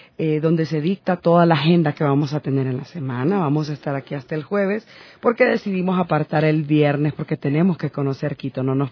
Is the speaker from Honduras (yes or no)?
yes; Honduras; now in Ecuador; Porque tenemos un acento muy peculiar los hondureños